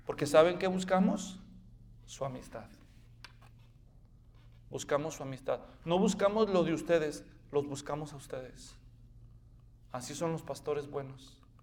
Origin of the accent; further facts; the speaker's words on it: Guadalajara, Jalisco, Mexico; En Guadalajara, de donde yo soy